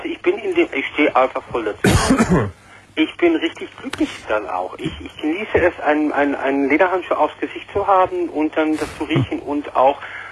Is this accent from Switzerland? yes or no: no; Netherlands; Nein, ich bin Niederländer.